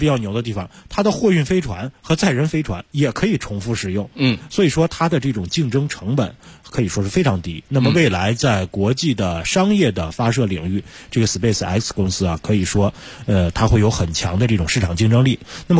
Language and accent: Chinese; China; 那么在太空当中只有我们中国人自己的房子了。